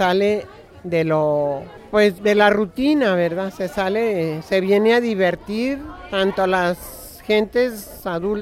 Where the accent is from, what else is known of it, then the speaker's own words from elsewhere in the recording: Torreón, Coahuila, Mexico; vengo de Torreón, Coahuila